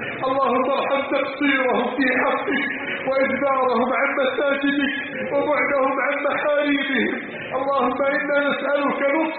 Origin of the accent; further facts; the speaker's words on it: Egypt; اجعل بلدنا مصر عزيزة غنية شامخة بأهلها.